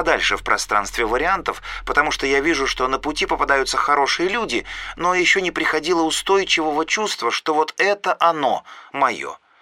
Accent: Kazakhstan; Я, наконец-то, в 30 лет, что по казахстанским стандартам как-то поздно, а я казашка и живу в Астане

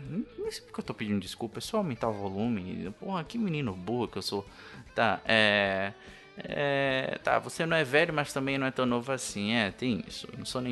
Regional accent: Bahia, Brazil; accent: Bahian; desculpa o sotaque de baiano também, né? Eu sou baiano, eu tenho vergonha de ser baiano.

